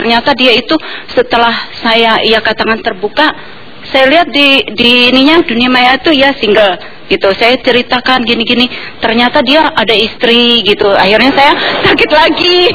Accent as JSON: {"language": "Indonesian", "region": "Java", "country": "Indonesia", "said": "saya orang Jawa"}